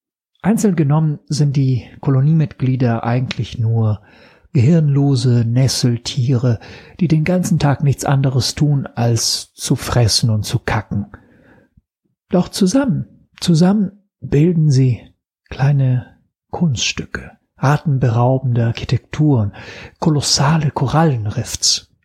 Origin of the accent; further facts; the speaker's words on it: Italy; German is a second language; now in Berlin, Germany; Ich komme aus Italien und lebe erst seit 7 Jahren in Berlin. Daher die viele Sprachfehler, für die ich mich natürlich entschuldigen muss.